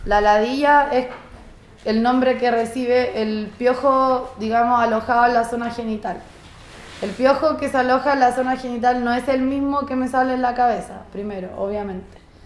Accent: Chile; yo soy chilena, ando de viaje, soy viajera hace un buenos años ya.

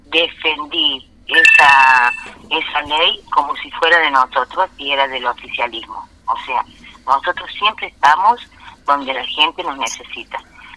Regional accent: San Pedro, Córdoba, Argentina; also born or lived in Villa Dolores; Al año de nacida me llevaron a vivir a San Pedro, el lugar donde nunca más salí, porque soy sanpedrina y me siento sanpedrina, o sea, para mí nunca viví en Villa Dolores.

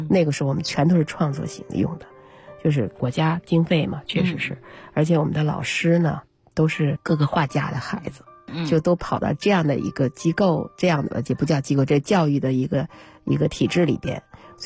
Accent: Beijing, China; 我先说我是北京人，从小在北京的这样一个比较博大的这种文化的氛围里面啊

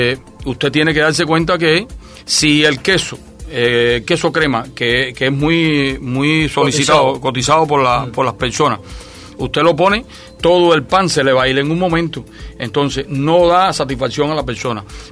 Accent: Cuba; que como cubanos vamos a adelantar siempre y vamos a seguir luchando con lo que tenemos.

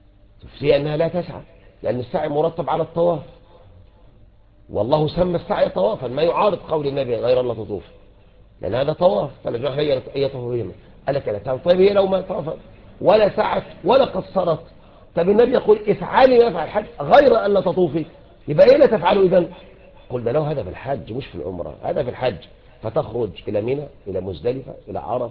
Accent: Egypt; شوف يعني احنا عندنا طبعا نحن مصريين ما شاء الله يعني عندنا الفتاكة في كل شيء

